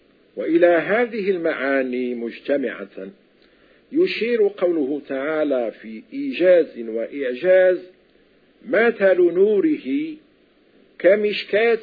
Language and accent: Arabic; Morocco; وتعرف عندنا في المغرب بالطاقة